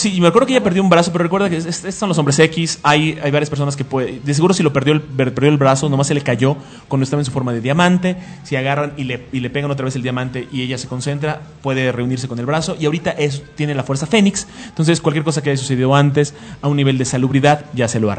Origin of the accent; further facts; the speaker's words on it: Mexico; Tal vez sea porque somos mexicanos.